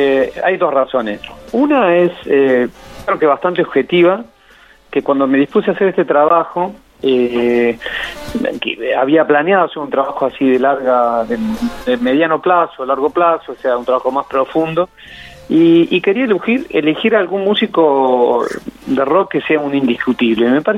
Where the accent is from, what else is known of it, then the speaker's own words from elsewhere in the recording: Córdoba, Argentina; now in La Plata, Argentina; Yo soy cordobés, nacido en Córdoba, pero bueno, después me mudé a La Plata.